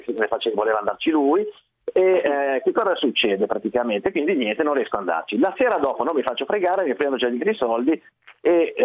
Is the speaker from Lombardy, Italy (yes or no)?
yes; Voghera, Lombardy, Italy; io sono originario di Voghera.